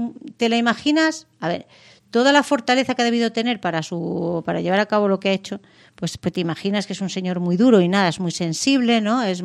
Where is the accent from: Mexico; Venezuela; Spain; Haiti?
Spain; Mérida, Extremadura; por ejemplo, en Mérida, en mi tierra